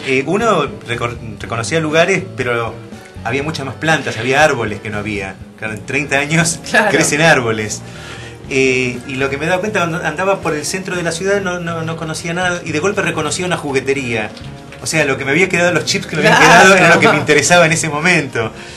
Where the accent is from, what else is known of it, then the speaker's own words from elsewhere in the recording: Buenos Aires, Argentina; Yo soy nativo de Belgrano. Yo viví en Belgrano hasta los 20 y pico, cuando me recibí. Al año me mudé, me fui a vivir a Recoleta, donde viví 9 años. Y después me vine para Balvanera, donde estoy hace 10, 12 años.